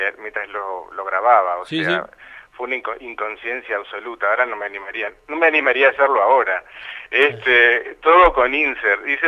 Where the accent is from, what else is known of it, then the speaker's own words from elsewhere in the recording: Uruguay; somos 7 artistas uruguayos que vamos a ir a la Bienal de Poznan en Polonia